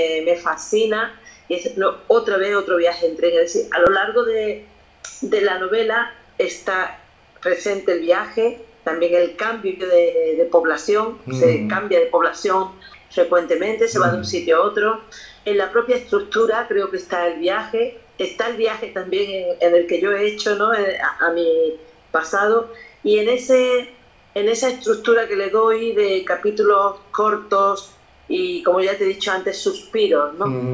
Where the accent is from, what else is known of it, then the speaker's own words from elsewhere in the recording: Lucena, Andalusia, Spain; now in Mijas, Spain; también los tengo en mi pueblo, que soy de Lucena